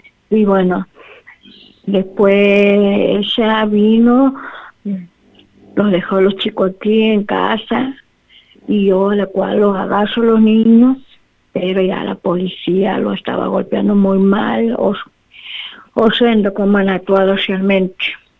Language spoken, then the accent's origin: Spanish; Santiago del Estero, Argentina; soy de Santiago del Estero, capital.